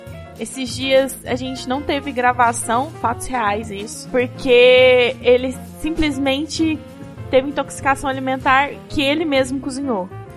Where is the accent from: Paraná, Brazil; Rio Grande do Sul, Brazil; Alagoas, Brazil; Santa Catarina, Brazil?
Paraná, Brazil; no Paraná, eu sou natural do Paraná, né?